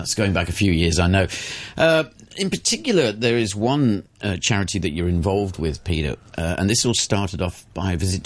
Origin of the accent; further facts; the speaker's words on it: Hong Kong; growing up in Hong Kong. I mean, I you know, sort of had a lovely childhood living in the countryside.